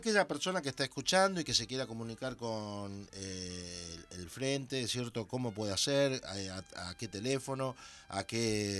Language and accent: Spanish; Argentina; moved away; como argentino tenemos una actitud totalmente distinta